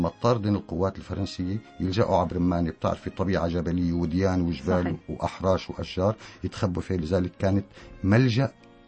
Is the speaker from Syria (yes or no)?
yes; Barmanet al-Mashayekh, Tartus Governorate, Syria; هي ضيعتي وشهادتي فيها مجروحة، برمانة المشايخ.